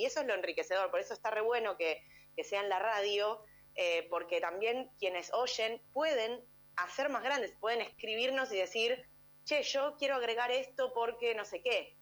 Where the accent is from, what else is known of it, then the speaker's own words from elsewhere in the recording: González Catán, Buenos Aires Province, Argentina; porque yo soy de González Catán, re lejos